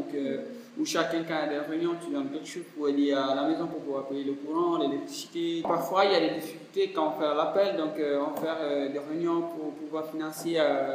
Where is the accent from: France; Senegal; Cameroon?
Cameroon; first language Fula; French is a second language; Moi, je ne suis pas français. Moi, je ne suis pas anglais. Je ne suis pas italien. Mais je suis camerounais.